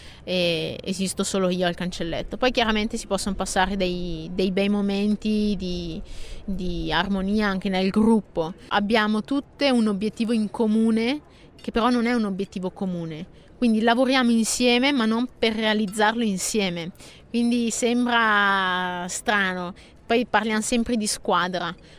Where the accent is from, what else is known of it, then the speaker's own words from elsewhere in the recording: Bergamo, Lombardy, Italy; io sono di Bergamo, e nonostante l'estate sia sempre a Bergamo